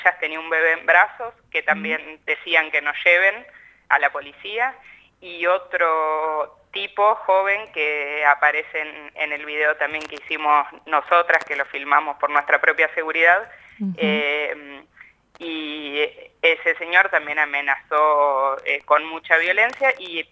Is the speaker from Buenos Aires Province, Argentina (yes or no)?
yes; Necochea, Buenos Aires Province, Argentina; en Necochea, que es la ciudad de donde yo soy.